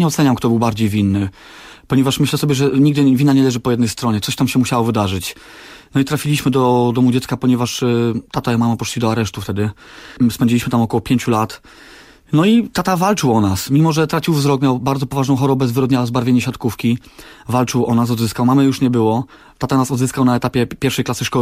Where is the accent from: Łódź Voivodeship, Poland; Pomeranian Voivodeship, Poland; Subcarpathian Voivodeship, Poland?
Łódź Voivodeship, Poland; Pabianice; Tak, jestem z Pabianic, jestem 35-letnim tatą z ogromem pomysłów dla mojej córeczki